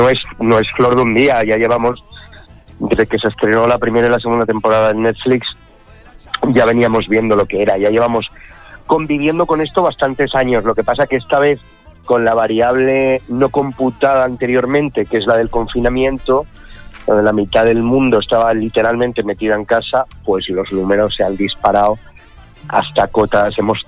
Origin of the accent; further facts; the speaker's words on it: Spain; como español, sí. O sea, como españoles.